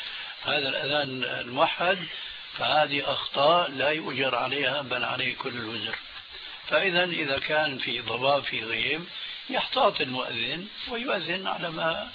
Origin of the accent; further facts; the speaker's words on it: Damascus, Damascus Governorate, Syria; كما يقولون عندنا في الشام